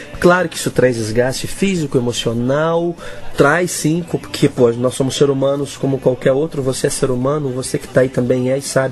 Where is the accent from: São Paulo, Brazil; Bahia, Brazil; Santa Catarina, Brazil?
São Paulo, Brazil; Fartura; now in Botucatu, Brazil; Eu sou farturense, cara. Sou de Fartura, uma terra de 15 mil habitantes, linda. Todo mundo convidado pra conhecer minha cidade, né? Hoje eu moro em Botucatu